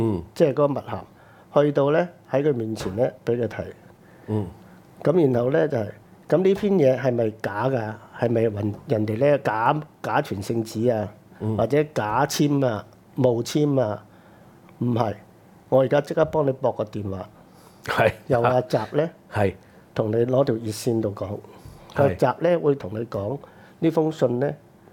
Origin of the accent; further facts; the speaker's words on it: China; 我哋中國人，我係一個咧永族噶嘛。